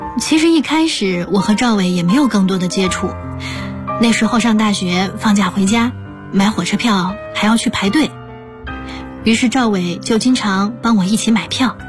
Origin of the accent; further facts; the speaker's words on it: South China, China; 我的老家在南方的一座小城里